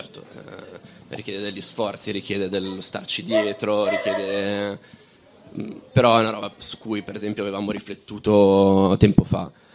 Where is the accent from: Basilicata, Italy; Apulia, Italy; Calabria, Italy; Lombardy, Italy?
Lombardy, Italy; anch'io vengo dalla provincia di Varese e ho seguito, diciamo, tutto quello che possono essere delle lotte antimilitariste nel territorio